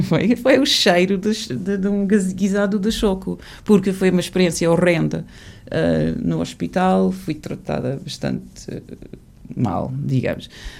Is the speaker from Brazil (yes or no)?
no; England, United Kingdom; Portuguese is a second language; now in Portugal; Porque quando era miúda eu, na Inglaterra, a bata usava-se por muitas pessoas